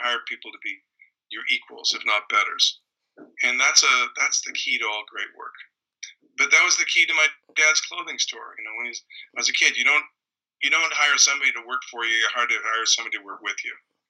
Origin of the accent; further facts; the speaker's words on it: Canada; when I was in growing up in Canada